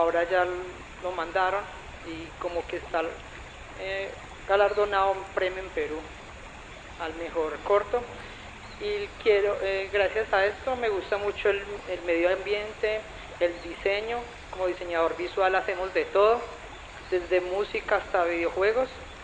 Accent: Manizales, Caldas, Colombia; soy de Manizales, Caldas, egresado de la Universidad de Caldas, soy diseñador visual, llevo viviendo en esta hermosa ciudad hace 2 años.

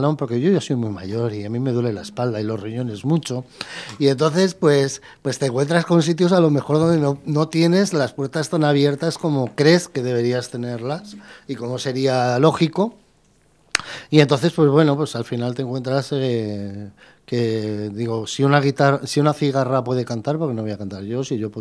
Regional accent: Madrid, Community of Madrid, Spain; Soy madrileño y amo mi ciudad

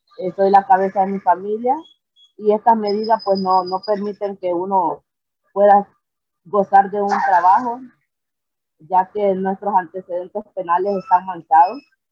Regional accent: Trujillo, Colón, Honduras; Soy de Trujillo, Colón, garífuna, orgullosamente.

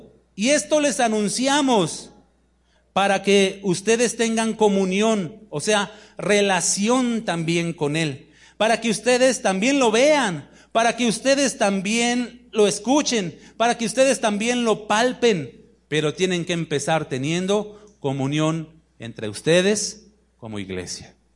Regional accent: Mexico City, Mexico; Yo vengo de la Ciudad de México. Allá los trayectos son cortos en distancia, pero son largos en tiempo por el tráfico

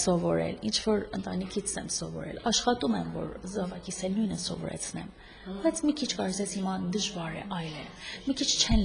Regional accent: Tehran, Tehran Province, Iran; Ես եղել եմ Իրանում, այնտեղ եմ ծնվել, Թեհրանում եմ մեծացել

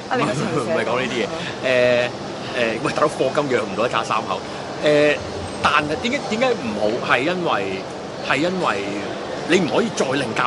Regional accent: Hong Kong; 我身為一個香港人，我很不好意思

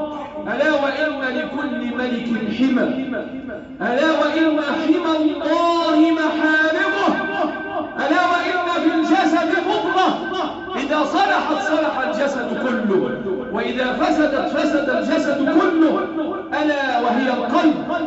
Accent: Egypt; اللهم احفظ بلادنا مصر

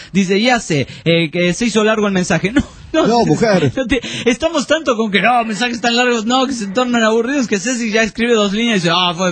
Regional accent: Pucallpa, Ucayali, Peru; de Pucallpa, Perú.

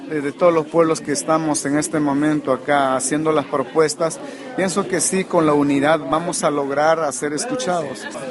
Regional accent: Peru; Yo soy Ashaninka, yo soy del pueblo Ashaninka del país Perú.

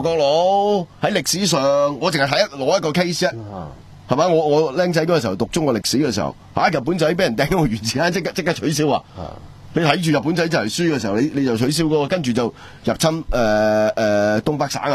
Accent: Hong Kong; 以前我哋叫做北移啦，因為我哋香港人想去啊嘛，係咪？

